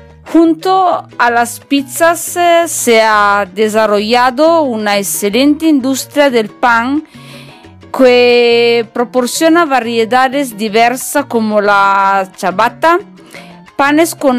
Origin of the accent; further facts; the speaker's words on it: northern Italy, Italy; Spanish is a second language; now in Málaga, Spain; soy italiana en el norte de Italia. Y mientras me escucha a mí, soy en Málaga, en España. Como ya saben, me encanta este país y para mí es un poco como estar en casa, en mi segundo hogar.